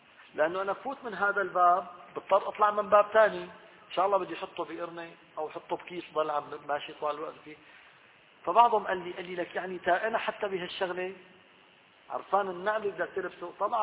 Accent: Syria; في الحقيقة أن الناس خصوصا نحن عندنا الحج من سوريا أو من الشام نعاني من هذه النقطة.

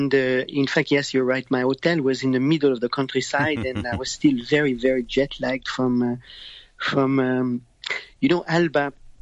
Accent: Montreal, Quebec, Canada; accent: French; No, you know, I'm from Canada and I have the French accent, but I'm from Montreal and Canada.

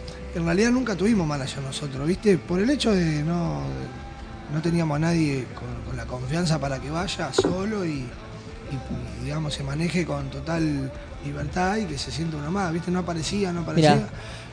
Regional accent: Pergamino, Buenos Aires Province, Argentina; Y yo que soy de Pergamino me trago todas las heces

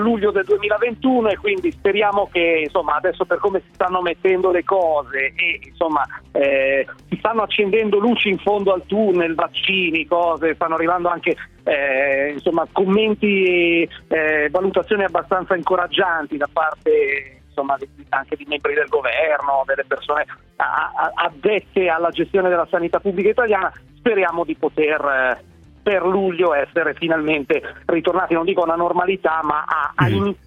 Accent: Pavia, Lombardy, Italy; nato, cresciuto Pavia, vivo ancora qui, insomma, appena fuori Pavia

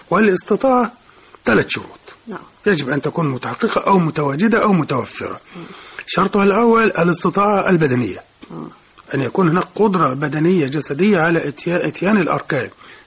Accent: Egypt; إحنا عندنا كمصريين خاصة عادة نرجو أن نتخلص منه

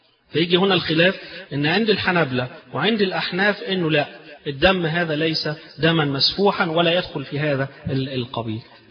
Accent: Egypt; طبعا احنا كمصريين بنحب الفسيخ وناكل الفسيخ

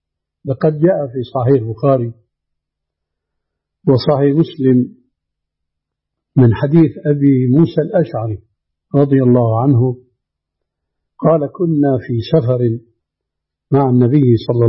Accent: Syria; لكن النوبات مستعملة عندنا في سوريا

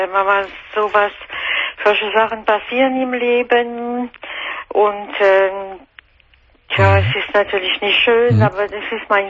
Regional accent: France; German is a second language; now in Germany; Ich bin Französin, ich wohne seit 30 Jahren in Deutschland.

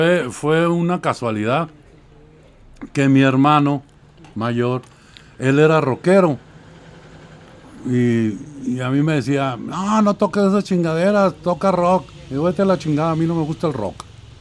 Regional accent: Gómez Palacio, Durango, Mexico; now in Guadalajara, Mexico; soy originario de Gómez Balazos, Durango. Porque ya no se le llama Gómez Palacios.

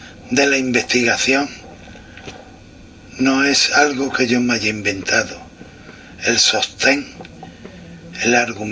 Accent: Cazalla de la Sierra, Andalusia, Spain; la represión del régimen franquista en mi pueblo, Casalla de la Sierra, y en los pueblos que conformaban el partido judicial que conformaba y encabezaba mi pueblo.

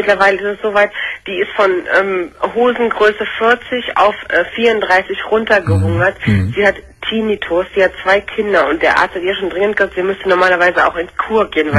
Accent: Leverkusen, North Rhine-Westphalia, Germany; Ich komme aus Leverkusen, das ist also jetzt hier so Kölner Raum, Karneval.

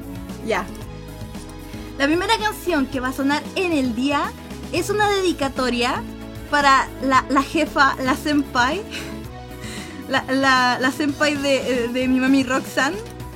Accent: Chile; soy de Chile, entonces voy a estar usando muchos modismos chilenos

